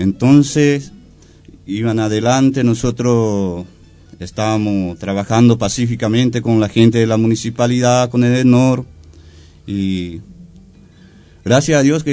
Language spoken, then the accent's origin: Spanish; Paraguay; como es paraguayo, nosotros no somos gente violenta, somos pacíficos